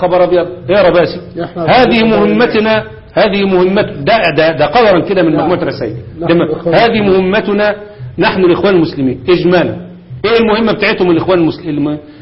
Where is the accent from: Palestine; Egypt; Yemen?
Egypt; انا واثق جدا جدا ان المخابرات عندنا في مصر